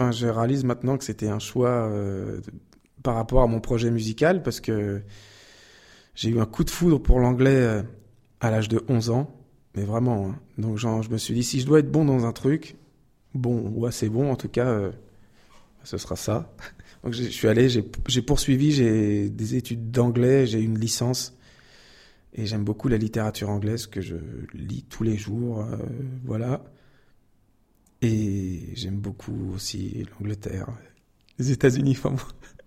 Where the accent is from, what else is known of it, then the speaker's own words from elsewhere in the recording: Île-de-France, France; Je viens de, essentiellement d'Île-de-France. J'ai passé beaucoup d'années en Île-de-France et je suis arrivé en région Centre il y a quelques mois à peine pour trouver plus de quiétude, d'oxygène, de forêt et d'inspiration.